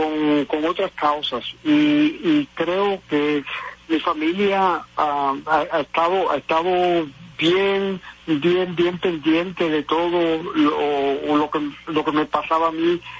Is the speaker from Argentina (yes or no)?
no; Puerto Rico; visitando todos los municipios, que son 78 en Puerto Rico, visitarlos, dialogar, escuchar, aprender de mi pueblo